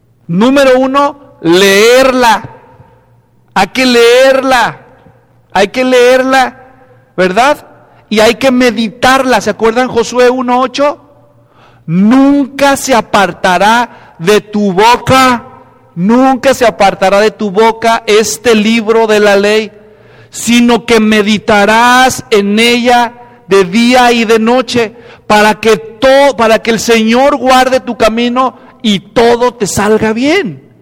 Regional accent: Mexico; born there; Hay, en mi país, donde yo nací, en México

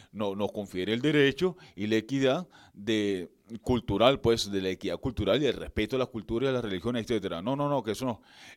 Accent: Venezuela; de que si somos venezolanos.

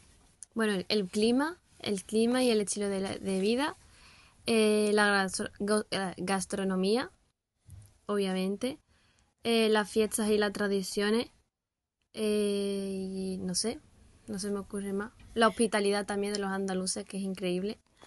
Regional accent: Morocco; now in Seville, Spain; soy de Marruecos.

